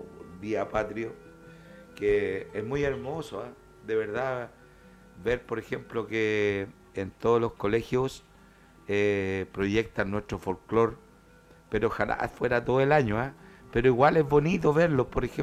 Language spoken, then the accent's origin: Spanish; Chile; Vamos a celebrar nuestros años de nuestra patria chilena, ojalá muy libre siempre y también independiente.